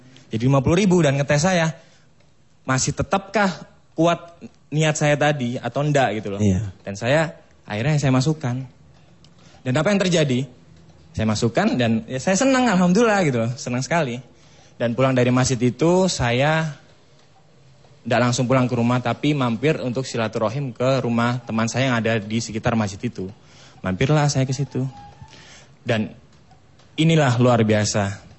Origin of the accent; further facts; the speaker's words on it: Bangil, East Java, Indonesia; now in Jakarta, Indonesia; Saya hijrah ke Jakarta mulai tahun dari 2004. Saya aslinya dari Bangil, Pasuruan, Jawa Timur.